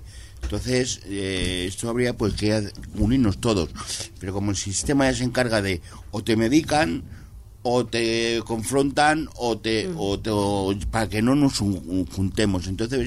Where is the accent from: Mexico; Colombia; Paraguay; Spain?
Spain; Móstoles, Community of Madrid; yo que soy de Móstoles